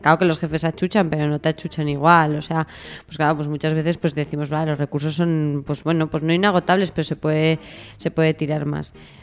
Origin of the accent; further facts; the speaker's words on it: Spain; que somos muchos españoles